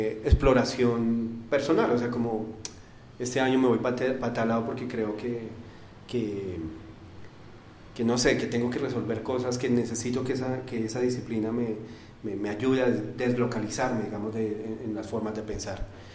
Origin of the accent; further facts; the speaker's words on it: Garagoa, Boyacá, Colombia; el sitio donde yo nací, que es Garagoa. Mi familia es de Macanal.